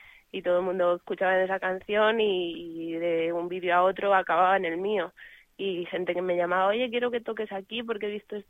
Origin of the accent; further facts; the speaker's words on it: Extremadura, Spain; yo que soy de aquí, de Extremadura, y todavía vivo por aquí, pues tengo más fechas por aquí cerquita